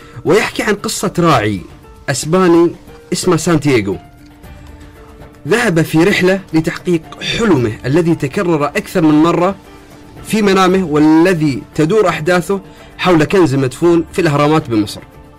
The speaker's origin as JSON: {"language": "Arabic", "country": "Bahrain", "said": "مثل الغواصين عندنا في البحرين كانوا يغوصون إلى أعماق البحار"}